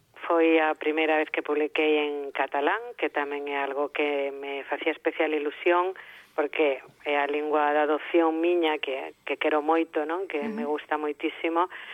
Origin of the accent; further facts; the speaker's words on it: Galicia, Spain; Agora eu, cando a min me preguntan ti que és, eu sempre digo que son galega.